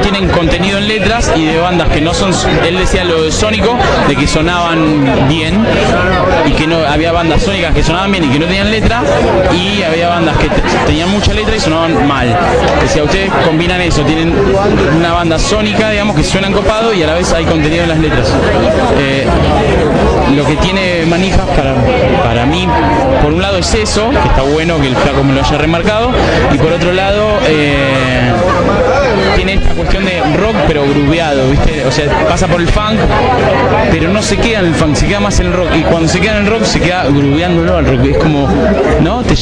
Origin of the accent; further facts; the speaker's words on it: Chubut, Argentina; Como la tecladista venimos del sur, venimos de Chubut.